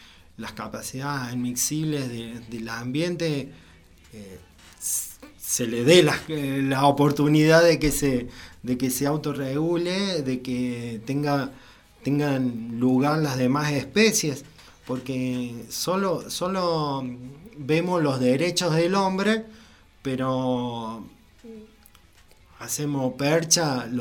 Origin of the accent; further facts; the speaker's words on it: Villa Cura Brochero, Córdoba, Argentina; yo me siento brocheriano 100% y amo mi pueblo